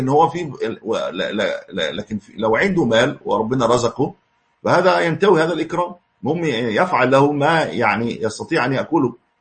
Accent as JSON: {"language": "Arabic", "country": "Egypt", "said": "ويبدو أن هذا ليس عندنا في مصر الآن"}